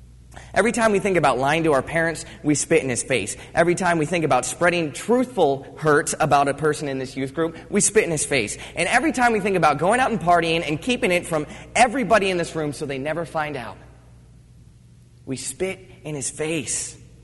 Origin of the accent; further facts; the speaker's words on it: Virginia Beach, Virginia, United States; but I'm from Virginia Beach. I don't know how many of you guys know that. I'm from Virginia Beach. I've spent a lot of time on beaches